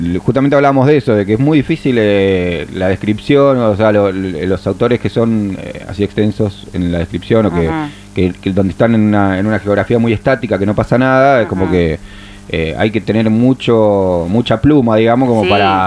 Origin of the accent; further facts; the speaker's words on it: Buenos Aires, Argentina; Somos porteños, no queda otra.